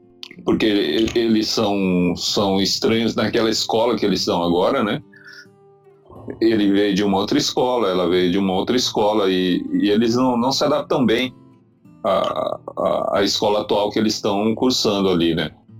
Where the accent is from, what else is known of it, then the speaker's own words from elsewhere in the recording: Brazil; ainda bem que eu sou brasileiro